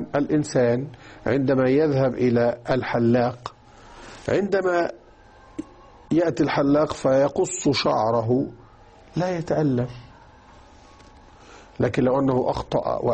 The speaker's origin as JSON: {"language": "Arabic", "country": "Egypt", "said": "أو كانوا يسمونها باللغة الدارجة عندنا في مصر المستحية."}